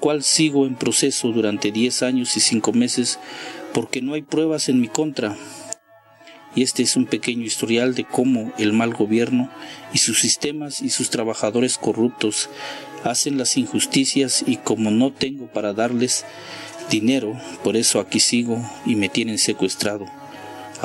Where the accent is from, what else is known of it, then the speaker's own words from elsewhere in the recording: San Juan Chamula, Chiapas, Mexico; first language Tzotzil; Spanish is a second language; Soy originario de San Juan Chomula, indígena. Mi lengua materna es tzotzil.